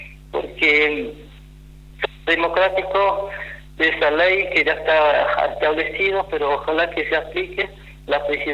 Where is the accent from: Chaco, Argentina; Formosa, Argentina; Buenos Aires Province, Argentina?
Formosa, Argentina; Somos locales, somos de Formosa, pero somos locales como capitales.